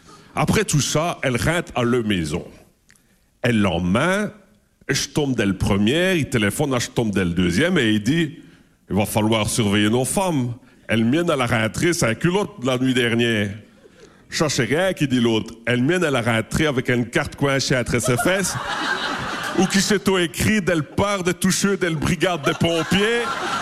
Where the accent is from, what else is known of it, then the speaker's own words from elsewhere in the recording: Belgium; c'est comme chez nous en Belgique